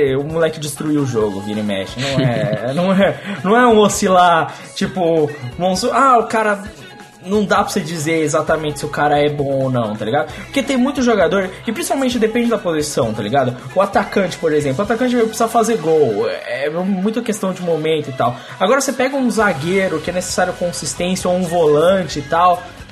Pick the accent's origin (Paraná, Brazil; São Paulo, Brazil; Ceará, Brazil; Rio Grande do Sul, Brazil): São Paulo, Brazil; eu sou aqui de São Paulo